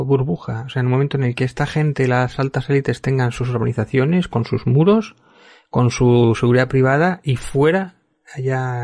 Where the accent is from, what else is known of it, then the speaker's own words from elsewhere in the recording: Spain; es que encima esto nos lleva a la ruina al resto de los españoles